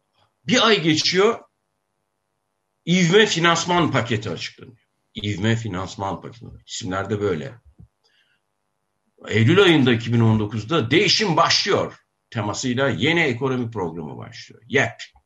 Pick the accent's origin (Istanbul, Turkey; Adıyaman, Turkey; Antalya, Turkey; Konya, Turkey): Konya, Turkey; Akşehir; Bakın ben yani Nasrettin Hoca'nın torunuyum, Akşehirliyim.